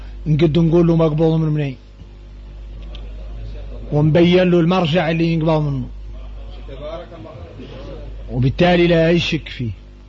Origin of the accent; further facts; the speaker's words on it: Mauritania; احنا موريتاني